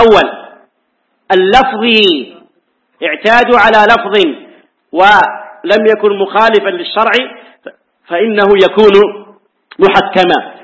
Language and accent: Arabic; Hejaz, Saudi Arabia; هذه عندنا في الحجاز حتى لو خرج بها إلى مكان قريب ليس فيها شيء